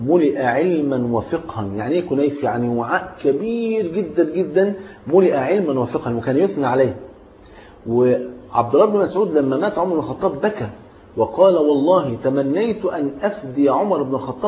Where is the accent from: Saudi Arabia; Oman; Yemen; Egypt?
Egypt; يعني المثل حتى عندنا في مصر يقول لك أنا غني وأحب الهدية